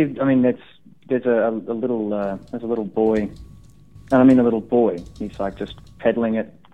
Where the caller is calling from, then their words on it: Perth, Western Australia, Australia; I'm calling from Perth, Australia.